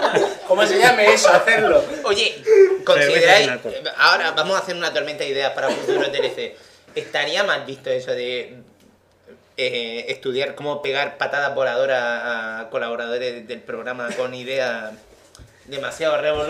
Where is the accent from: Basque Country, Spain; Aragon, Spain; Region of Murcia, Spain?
Region of Murcia, Spain; Somos murcianos, nos gusta el limón.